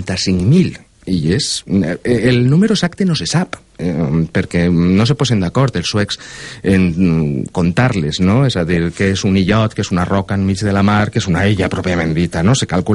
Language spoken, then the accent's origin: Catalan; Valencia, Valencian Community, Spain; moved away as an adult; also born or lived in Sweden; La València dels anys 90, jo soc del Cabanyal, i cada mes d'octubre la gota freda al Cabanyal s'inundava.